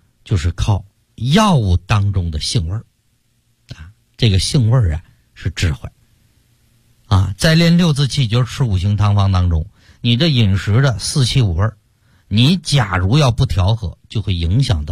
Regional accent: Shanghai, China; 像我们上海人爱吃甜的

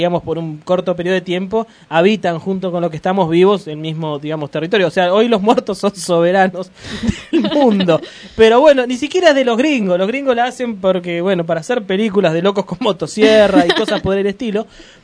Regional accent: Argentina; nosotros somos argentinos cuando nacemos en Argentina y somos argentinos cuando elegimos ser argentino.

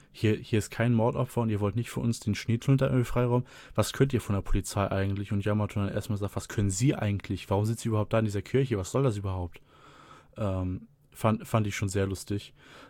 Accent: Germany; Wir als Deutsche gucken da ja leider ein bisschen in die Röhre.

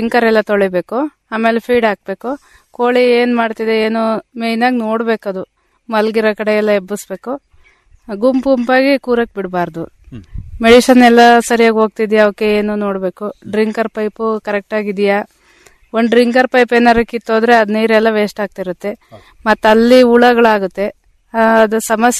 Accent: Tirumalahalli, Karnataka, India; Sir, ನಂದು ತಿರುಮಲಹಳ್ಳಿ.

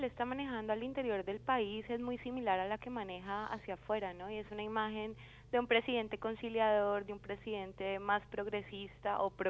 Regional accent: Colombia; que tenemos en este momento como pueblo colombiano.

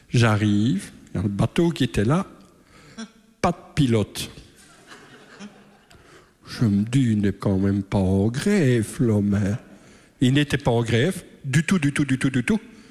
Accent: Liège, Wallonia, Belgium; Maintenant, je sais pourquoi je suis de Liège.

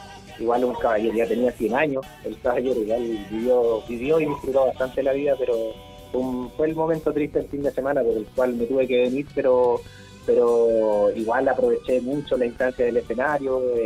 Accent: Chile; y de allá somos también chilenos.

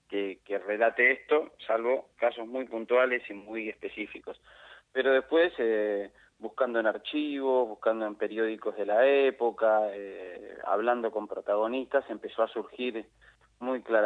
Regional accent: Argentina; now in La Paz, Bolivia; Argentino residiendo en La Paz.

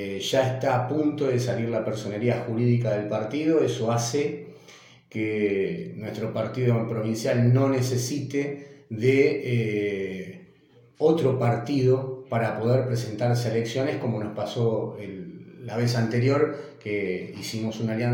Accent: Argentina; trabajar e ir todos para adelante como argentinos que somos

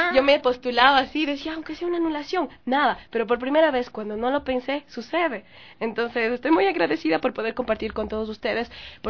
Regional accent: Ecuador; todos nosotros como pueblo ecuatoriano

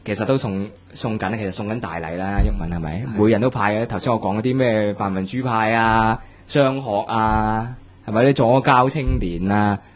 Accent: Hong Kong; 最想送个口钉就系送俾我哋香港人嘅

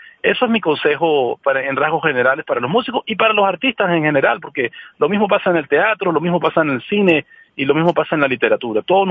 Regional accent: Venezuela; el proceso de formación empezó aquí en mi país. Aquí en Venezuela

